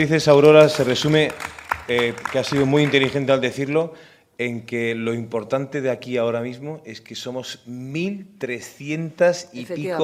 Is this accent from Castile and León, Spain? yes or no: no; Seville, Andalusia, Spain; yo que vengo de Sevilla